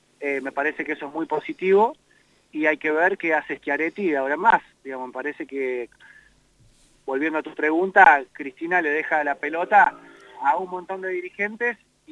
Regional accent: Buenos Aires, Argentina; Yo nací en Capital Federal por una cuestión circunstancial, porque mi papá es paraguayo. Y mi mamá es de La Pampa, así que ninguno de los dos son porteños, pero bueno, yo soy porteño y siempre para mis primos fui el porteñito.

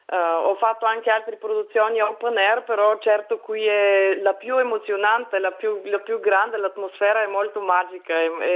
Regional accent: Bulgaria; now in Vienna, Austria; Io sono bulgara di origine, però vivo da 10 anni a Vienna.

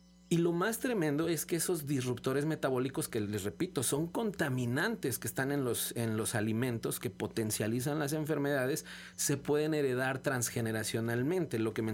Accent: Mexico; nosotros como pueblo mexicano

